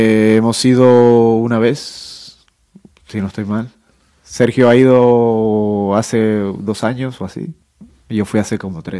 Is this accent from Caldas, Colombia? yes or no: no; Cartagena, Bolívar, Colombia; Nosotros venimos de Cartagena de Indias, del norte de Colombia, de la costa caribe de Colombia.